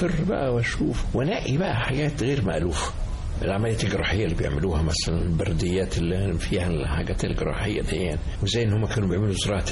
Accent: Cairo, Cairo Governorate, Egypt; also born or lived in Mansoura; وبعد كده جينا انتقلنا إلى مصر هنا ما كنت طفل صغير

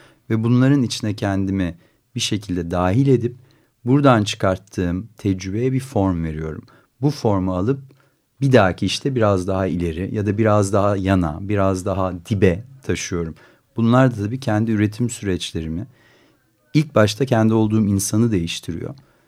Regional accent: Istanbul, Turkey; also born or lived in United States; Ben de İstanbul'da yaşamayı, burada üretmeyi buradaki hayatı tekrar tanımayı, çünkü buralıyım ben, burada doğdum, burada büyüdüm, liseyi burada okudum. Yani 10 senelik bir Amerika dışında kendi şehrimde var olmayı, en azından bunu bir denemeyi istedim ve bu nedenle döndüm.

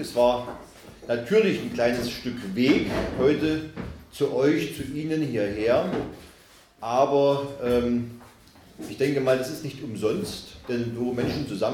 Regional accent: Saxony-Anhalt, Germany; wurde gesagt, ich komme aus Sachsen-Anhalt, aus dem schönen Burgenlandkreis. Ich wohne, lebe, bin verwurzelt direkt im Dreiländereck, also in der Mitte von Mitteldeutschland. Man könnte also sagen, der Mitte Europas. Ich komme aus einer Gegend, da habe ich es 10 Minuten bis Thüringen

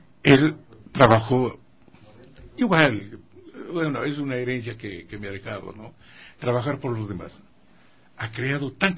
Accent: Ecuador; Y en mi país, que lo quiero tanto, y por eso es que estamos ahí dándole a la lucha, hemos crecido también en las flautas.

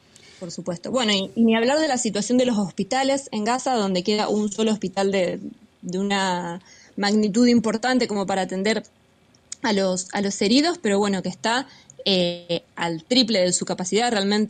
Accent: Argentina; como pueblo argentino, sufrimos de otra manera la injerencia imperialista

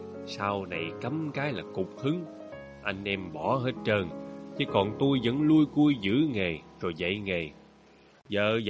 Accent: Long Ho, Vĩnh Long, Vietnam; Quê tôi dưới Long Hồ, ba má tôi sanh tôi ở dưới. Dưới quê mà, làm miếng đặt tên con nên … cho nó gọn.

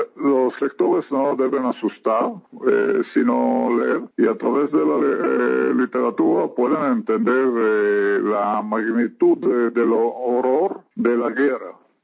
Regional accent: Israel; Spanish is a second language; el radio proviene de Europa, a mi tierra natal, que es Israel

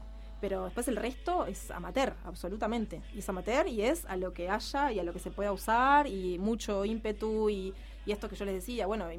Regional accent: Montevideo, Uruguay; soy de La Teja, hincha de Progreso.

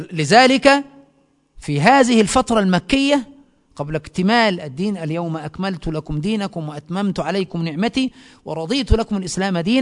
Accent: Egypt; عندنا في مصر تسمى السحلية

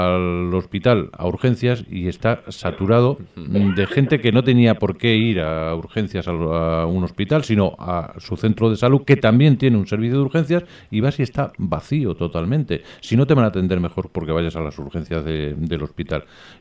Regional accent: Castilla-La Mancha, Spain; y tú y yo somos de Castilla-La Mancha

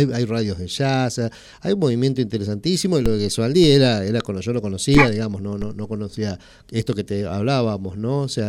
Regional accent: Tres Arroyos, Buenos Aires Province, Argentina; somos de Tres Arroyos, ¿viste? Que nosotros veraneamos mucho allá en Necochea

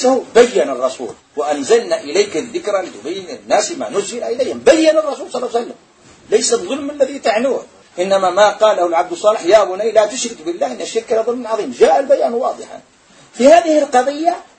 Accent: Algeria; احنا جزائريين نقول

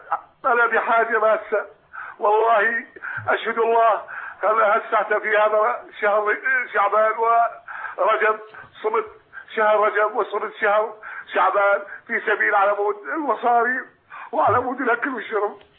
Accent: Iraq; moved away as an adult; now in Syria; أنا هاجرت من العراق

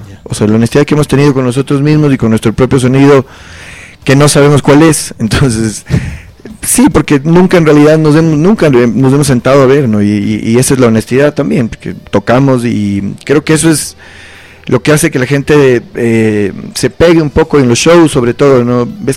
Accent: Quito, Pichincha, Ecuador; Y somos quiteños, somos ecuatorianos.

